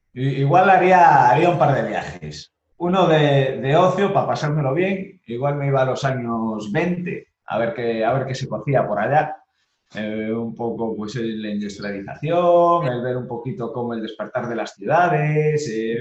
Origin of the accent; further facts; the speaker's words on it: Cayón, Cantabria, Spain; also born or lived in La Coruña; llevo en Cayón, no, nací en La Coruña, pero mis primeros años viví en Cayón, he estado allí en la playa siempre que estaba en La Coruña. Ahora he vuelto